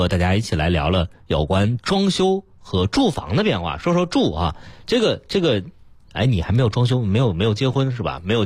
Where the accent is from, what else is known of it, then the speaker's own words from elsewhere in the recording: Beijing, China; 我是在北京长大，然后我们家这个姥姥姥爷家、爷爷奶奶家其实都是那种所谓的大杂院啊，一块来住。